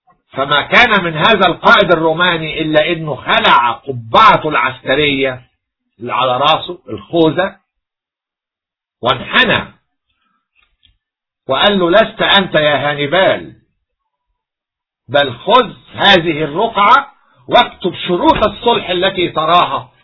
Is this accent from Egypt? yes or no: yes; Egypt; كل شيء عندنا في مصر نحن الأوائل فيه